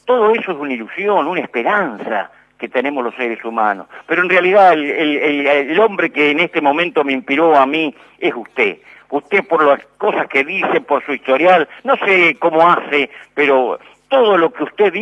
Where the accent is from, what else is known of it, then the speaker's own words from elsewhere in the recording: San Nicolás, Buenos Aires Province, Argentina; Yo vivo en San Nicolás, soy de San Nicolás, nicoleño